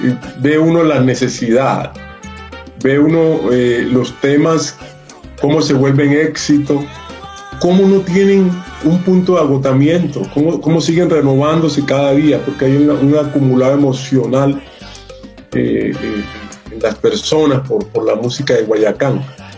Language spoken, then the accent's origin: Spanish; Quibdó, Chocó, Colombia; now in Bogotá, Colombia; Nosotros llegamos a Bogotá, nosotros venimos de Quibdó, un departamento sobre la costa pacífica colombiana, y llegamos a Bogotá, es la andina, una cordillera, clima frío